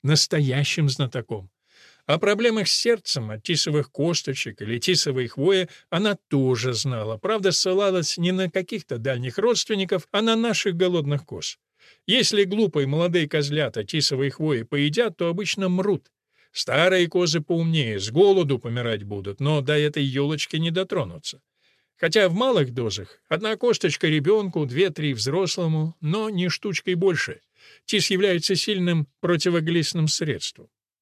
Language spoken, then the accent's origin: Russian; Karachayevsk, Karachay-Cherkessia, Russia; Кстати, я сам родом с Кавказа, правда, с Северного. Местную природу худо-бедно помню. Еще мальцами мы лазили на Шаанинскую скалу, что нависает над Карачаевском, маленьким городком в истоках Кубани.